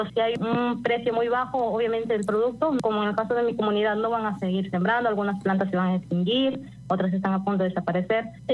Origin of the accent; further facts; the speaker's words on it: Lambayeque, Peru; Yo soy al norte de Perú, en Lambayeque, y bueno, aquí tenemos bosques secos.